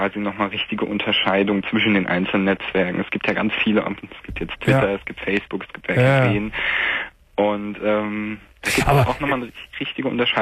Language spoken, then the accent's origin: German; Hesse, Germany; Also er wohnt in Bayern und ich komme aus Hessen.